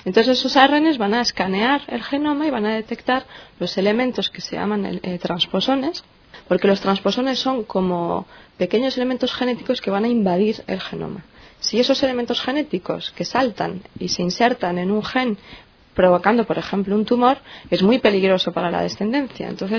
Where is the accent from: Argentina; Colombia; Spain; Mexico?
Spain; Madrid, Community of Madrid; moved away as an adult; now in France; soy española y vengo de Madrid. Y vine a hacer mi tesis a Francia.